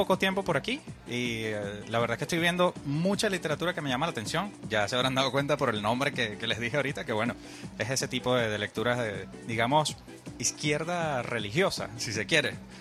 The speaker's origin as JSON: {"language": "Spanish", "town": "Maturín", "region": "Monagas", "country": "Venezuela", "lives_now": "Caracas, Venezuela", "said": "Yo no soy de acá, de Caracas, soy de Maturín"}